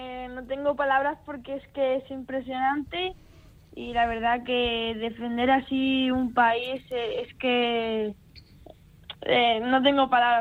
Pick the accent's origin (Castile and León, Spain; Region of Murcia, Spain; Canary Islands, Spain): Region of Murcia, Spain; Yecla; tenía todo el apoyo de Murcia y todo el apoyo de mi pueblo, y la verdad que he sentido mucho cariño y mucho aliento desde mi pueblo